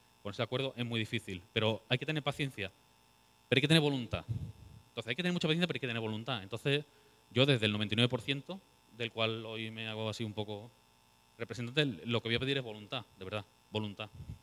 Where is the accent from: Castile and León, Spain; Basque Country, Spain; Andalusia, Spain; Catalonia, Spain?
Andalusia, Spain; yo, como andaluz, mira que a mí me cuesta identificarme como algo, pero como andaluz